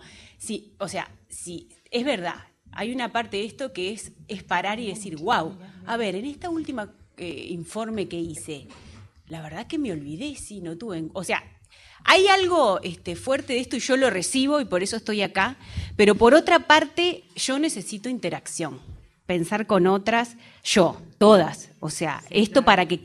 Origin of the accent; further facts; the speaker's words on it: Argentina; born there; nací en Argentina, nacional uruguaya.